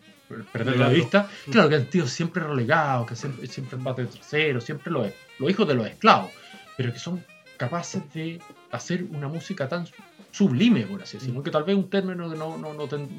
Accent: Chile; en buen chileno, como chileno, nosotros cuando vemos una persona

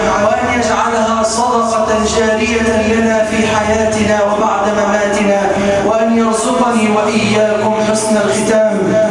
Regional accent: Egypt; اللهم اجعل بلدنا مصر صفاء رخاء

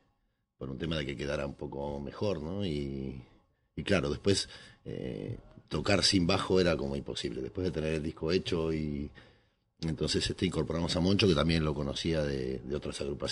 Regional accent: Montevideo, Uruguay; moved away as an adult; now in Spain; yo vengo de Montevideo, entonces el tema del tango para mí es como desde la cuna lo llevo, y aquí en España llevo 8 años

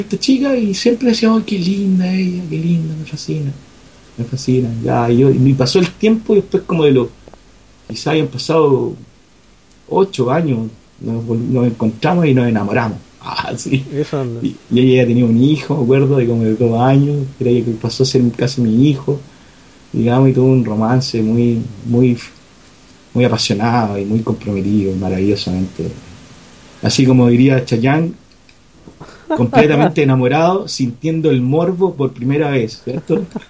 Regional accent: Quilpué, Valparaíso, Chile; Un grupo que nació incluso en Quilpué, de donde soy yo

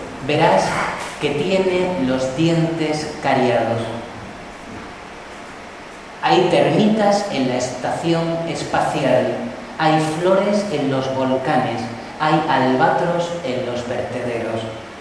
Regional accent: Cáceres, Extremadura, Spain; born there; Yo nací allí, en Cáceres

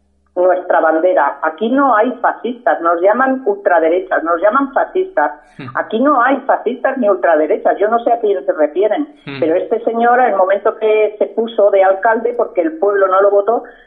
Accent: Catalonia, Spain; Somos simplemente catalanes y españoles. Y amamos nuestra patria y nuestra bandera. Y nuestra Cataluña.

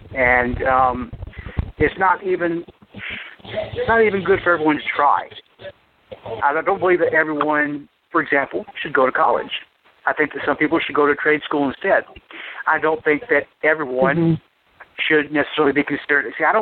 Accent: the South, United States; I was raised, you know, as a Southerner, to respect my elders, and I guess I'm an elder now.

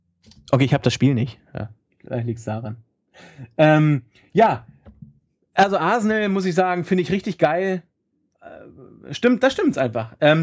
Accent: Hannover, Lower Saxony, Germany; Bei uns in Hannover gibt es ja nichts.

